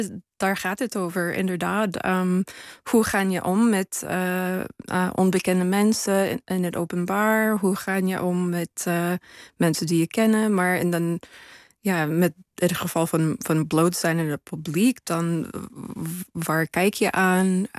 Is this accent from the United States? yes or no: yes; United States; Dutch is a second language; Ik ben natuurlijk geen Nederlander. Ik kom uit Amerika.